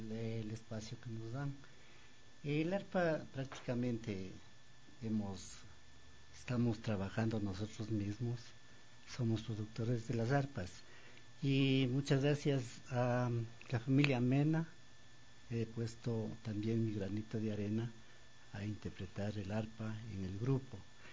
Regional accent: Píllaro, Tungurahua, Ecuador; yo soy de Píllaro, provincia del Tungurahua

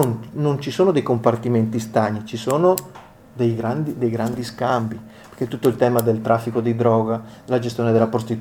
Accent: Veneto, Italy; Io arrivo, magari lo sentite nel mio accento, dal Veneto

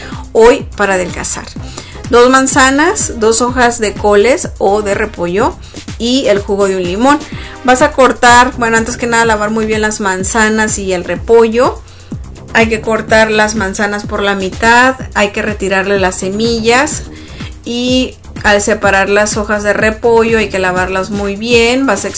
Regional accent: Mexico; que es lo que celebramos nosotros como mexicanos

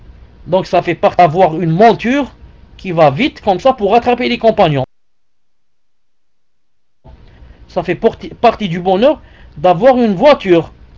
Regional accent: Algeria; je l'ai remarqué chez nous en Algérie, jamais on avait besoin de climatiseur.

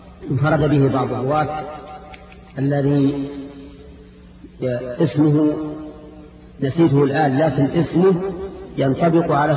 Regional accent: Najd, Saudi Arabia; عندنا في نجد يقول فلان الفلان

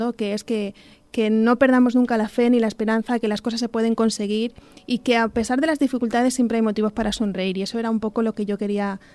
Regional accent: Talaveruela de la Vera, Extremadura, Spain; also born or lived in Madrid; now in Talavera de la Reina, Spain; nací en Madrid, me crié en la comarca de La Vera, en Talaverona de La Vera, y ahora vivo en Talavera y en Alberche también.

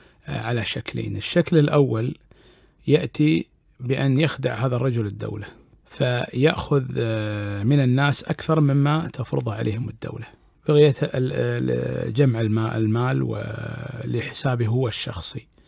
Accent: Kuwait; موجودة عندنا في الكويت وعندنا موجودة أعتقد في الخليج اللي هو السربوتي

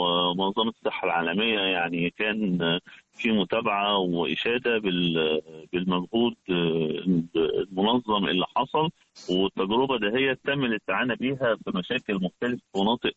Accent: Egypt; عدد المصابين بالفيروس عندنا في مصر

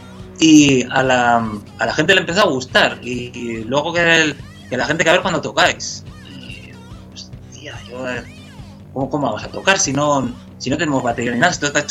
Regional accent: Miranda de Ebro, Castile and León, Spain; En mi pueblo, en Miranda de Ebro, no era fácil encontrar gente con los grupos, con los gustos musicales afines a los que tenía yo en aquella época.

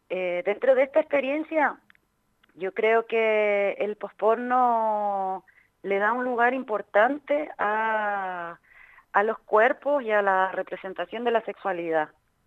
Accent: Chile; now in Spain; soy de Chile, pero vivo en España hace un montón de años

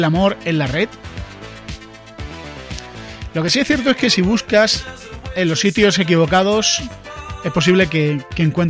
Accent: Andalusia, Spain; no soy de Vera. Yo soy de una ciudad de Andalucía.

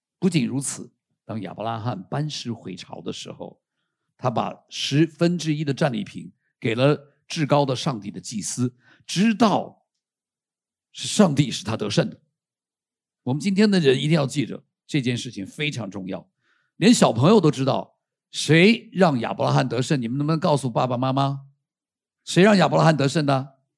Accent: Taiwan; also born or lived in United States; 我在美国的时候我是外国人，然后到这里我突然可以报复他们，他们都是外国人，我们是台湾人。

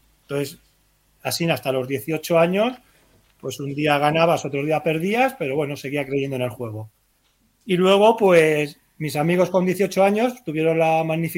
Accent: Utrillas, Aragon, Spain; yo cuando salgo me recomiendan que no vuelva a mi pueblo, que es Utrillas

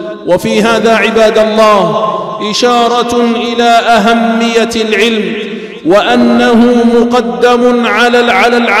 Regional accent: Algeria; خصوصا في بلادنا الجزائر التي قامت على العلم والعلماء

